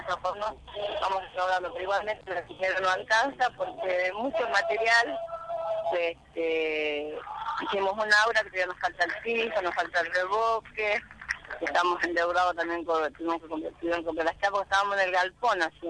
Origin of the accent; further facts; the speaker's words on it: Chaco, Argentina; now in Buenos Aires, Argentina; soy del Chaco y... Empecé a trabajar como cajera volantina, cuando vine a Buenos Aires